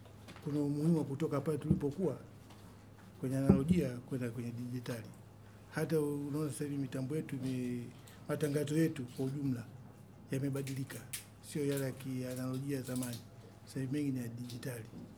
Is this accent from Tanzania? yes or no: yes; Masasi, Mtwara, Tanzania; Ni mzaliwa wa wilaya ya Masasi kwa ni Mtwara. Umri wangu kwa sasa ni miaka 59.